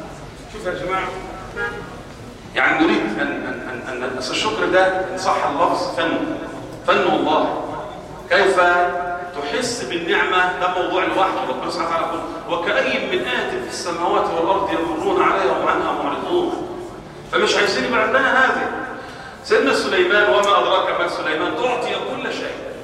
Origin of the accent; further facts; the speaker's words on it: Egypt; مش عايز اقول كمصريين